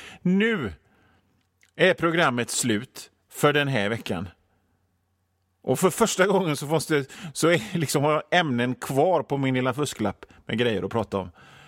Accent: Gothenburg, Västra Götaland County, Sweden; Vi är göteborgare. Vi är vana vid att stockholmare skiter i oss.

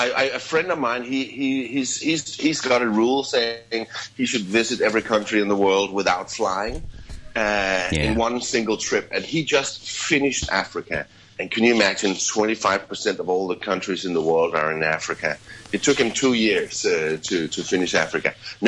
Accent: Denmark; I flew back to my home country of Denmark because I got some work

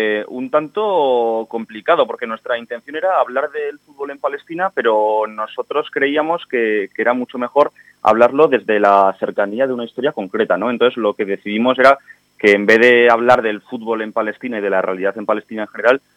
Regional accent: Pamplona, Navarre, Spain; nosotros aquí comentamos que el equipo es motor, somos de Iruña

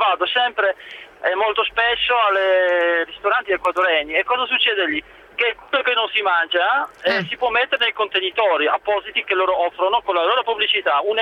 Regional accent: Poland; Italian is a second language; Sono polacco.

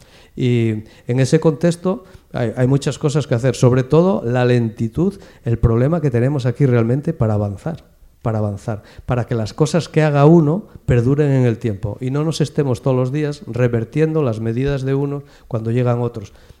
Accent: Mieres, Asturias, Spain; yo que vengo de Mieres

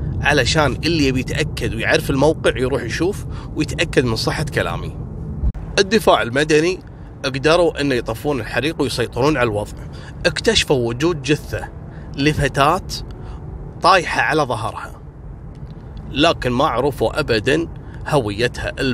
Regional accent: Kuwait

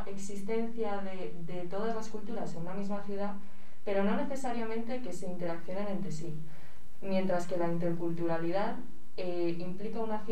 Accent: Spain; yo como persona española, más o menos, no interactúo demasiado con ellos

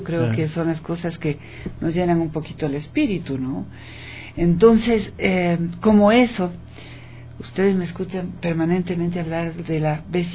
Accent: Ecuador; nuestro sello como seres humanos, como ecuatorianas, como ecuatorianos

